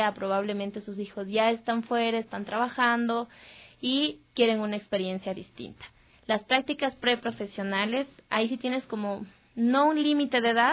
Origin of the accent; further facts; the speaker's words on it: Ambato, Tungurahua, Ecuador; Sí, soy ecuatoriano y probablemente, bueno, yo soy de Ambato